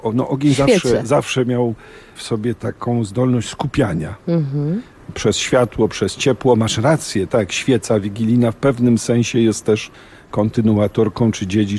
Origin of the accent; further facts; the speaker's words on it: Lesser Poland, Poland; my tu górale mamy, prawda, swoje